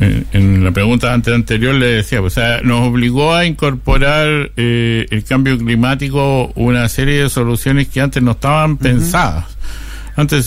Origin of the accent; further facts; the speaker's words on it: Antofagasta, Chile; Quienes somos de Antofagasta recordamos cómo era esa comisaría no hace tanto